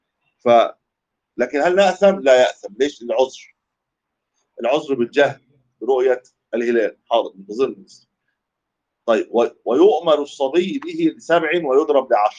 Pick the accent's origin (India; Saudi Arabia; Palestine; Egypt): Egypt; Cairo, Cairo Governorate; يعتبرها دي مفارقه العمران عندنا في مصر يعني في القاهره